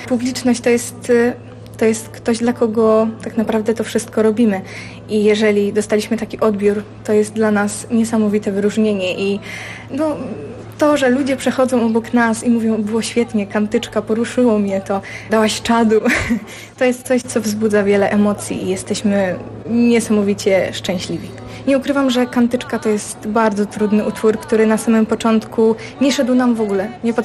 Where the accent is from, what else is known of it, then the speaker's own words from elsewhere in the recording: Kurzętnik, Warmian-Masurian Voivodeship, Poland; Ja z Kurzętnika